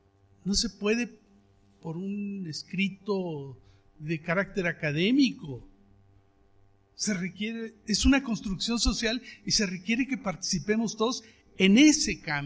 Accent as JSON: {"language": "Spanish", "town": "Cherán", "region": "Michoacán", "country": "Mexico", "said": "Yo vengo del pueblo de Cherán, exactamente."}